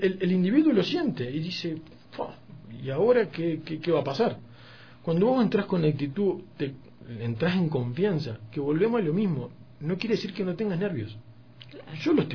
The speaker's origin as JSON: {"language": "Spanish", "country": "Uruguay", "said": "yo como uruguayo tomo mate"}